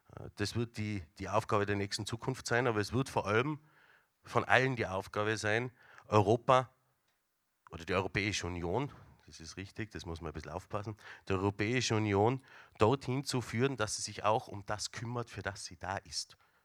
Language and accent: German; Tyrol, Austria; da sind wir als Tiroler natürlich dabei